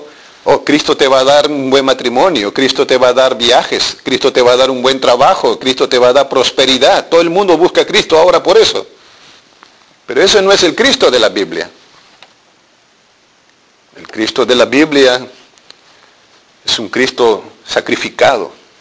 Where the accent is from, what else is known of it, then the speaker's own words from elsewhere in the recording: Peru; En mi país, en los años 80, hubo dos movimientos terroristas, Sendero Luminoso y MR, Movimiento Revolucionario Túpac Amaru.